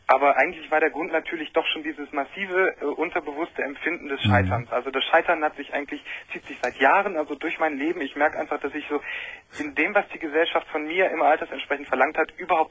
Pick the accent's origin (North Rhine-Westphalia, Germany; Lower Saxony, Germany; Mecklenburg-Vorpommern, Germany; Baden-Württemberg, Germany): Lower Saxony, Germany; also ich komme aus Niedersachsen